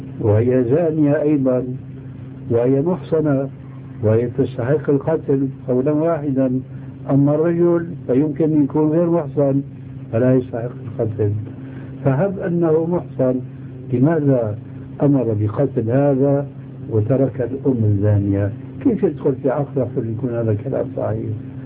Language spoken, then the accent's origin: Arabic; Syria; وكل مين يقول عندنا في الشام كل مين على دينه الله يعينه